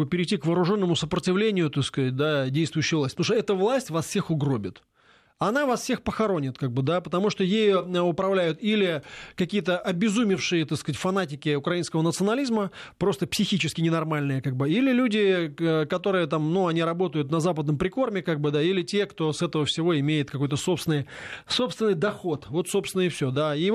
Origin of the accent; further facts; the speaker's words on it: Moscow, Russia; Я очень люблю Москву, потому что я коренной москвич.